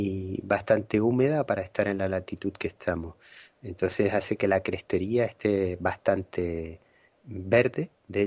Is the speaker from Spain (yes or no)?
yes; Canary Islands, Spain; born there; yo soy de Gran Canaria de nacimiento, que es una isla que está superpoblada ahora mismo.